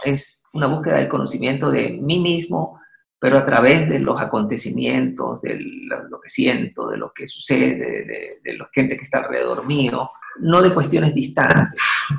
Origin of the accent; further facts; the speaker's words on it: Guayaquil, Guayas, Ecuador; also born or lived in Spain; O sea, yo soy de Guayaquil, soy descendiente de guayaquileños y no puedo vivir en otro lado